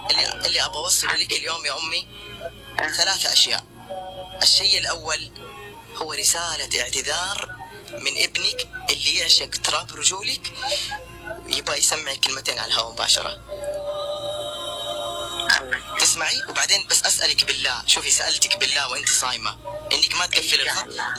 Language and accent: Arabic; Jeddah, Makkah Province, Saudi Arabia; ايش عرفك انه انا من جده؟